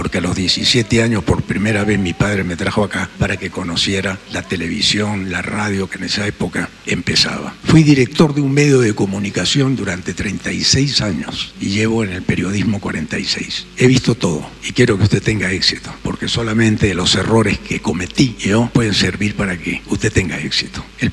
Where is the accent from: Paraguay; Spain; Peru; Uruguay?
Peru; Señor presidente, vengo desde Perú y lo conozco gracias a las redes sociales. En mi país el silencio ha sido cómplice